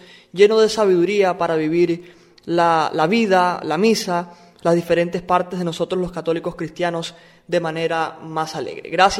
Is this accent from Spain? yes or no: no; Camagüey, Cuba; Recuerdo un sacerdote anciano en mi ciudad, en mi país, en Cuba, en Camagüey